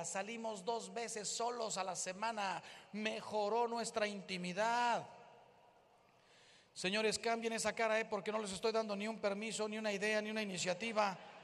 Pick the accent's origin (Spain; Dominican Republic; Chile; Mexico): Mexico; Miren, yo soy de México, aquí la mayoría me imagino que es de México.